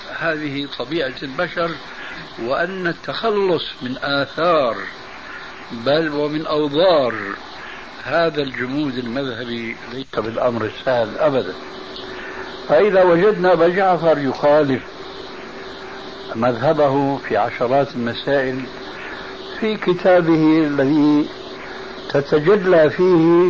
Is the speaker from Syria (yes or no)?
yes; Syria; وأنا كما يقولون عندنا في سوريا العبد الفخير